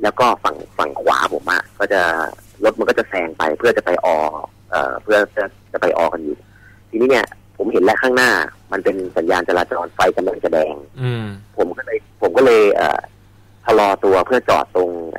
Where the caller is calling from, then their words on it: Chonburi, Thailand; อยู่ที่บ้านครับที่ชลบุรี